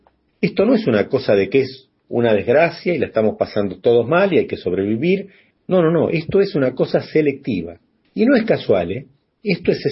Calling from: Buenos Aires, Argentina; desde Buenos Aires, Argentina. Quiero comentarles que acá, en mi país, en el año 2014 y 2015

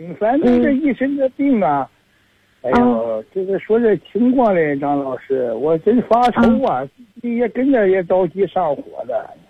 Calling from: Zhuozhou, Hebei, China; 我是北京涿州的。

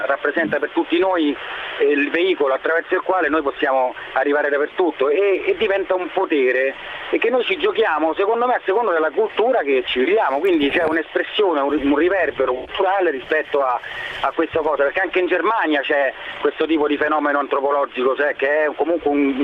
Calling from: Rome, Lazio, Italy; No, sono da Roma.

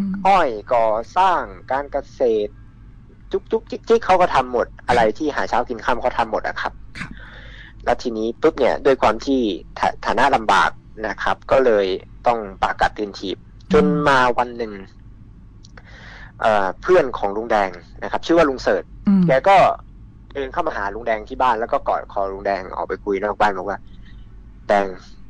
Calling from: Phrae, Thailand; ผมโทรมาจากจังหวัดแพร่ครับ

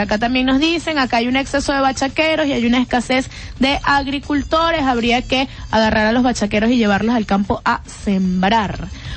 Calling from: Central Tacarigua, Carabobo, Venezuela; Las apoyo como venezolano y quiero denunciar que me preocupo por el bienestar de nuestros hijos. Les escribo desde la Central Tacarigua

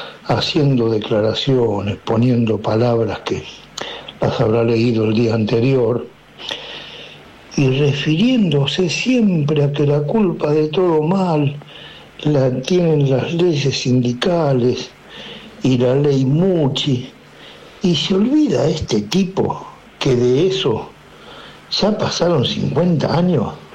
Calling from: Buenos Aires, Argentina; de Saavedra.

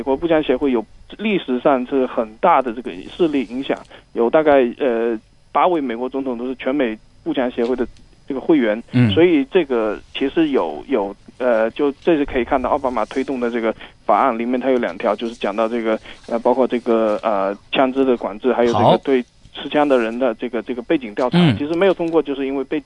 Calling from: Hong Kong; 我在香港

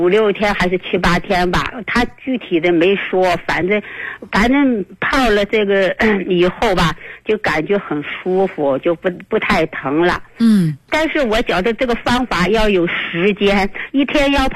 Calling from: Xi'an, Shaanxi, China; 我是西安的

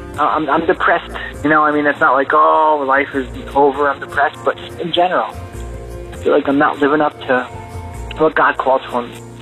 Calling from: New York City, New York, United States; I'm calling from New York City.

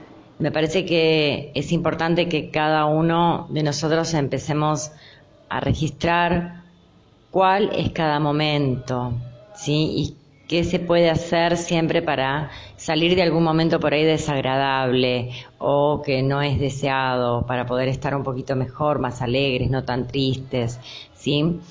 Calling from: Lanús, Buenos Aires Province, Argentina; de Lanús.

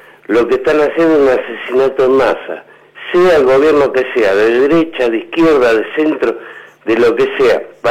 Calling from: Lanús, Buenos Aires Province, Argentina; de Lanús.

